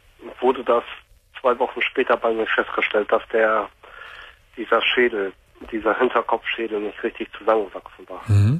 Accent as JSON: {"language": "German", "region": "North Rhine-Westphalia", "country": "Germany", "lives_now": "Lower Saxony, Germany", "said": "Ich komme aus dem Ruhrgebiet gebürtig, aus dem Ruhrgebiet. Und wir wohnen jetzt seit 98 halt auf dem Land in Niedersachsen."}